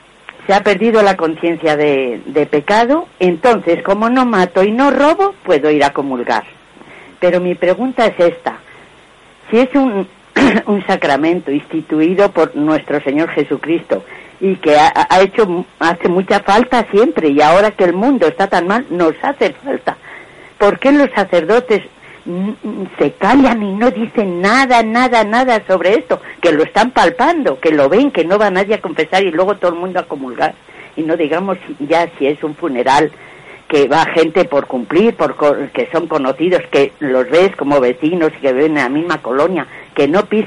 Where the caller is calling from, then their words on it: Madrid, Community of Madrid, Spain; de Madrid.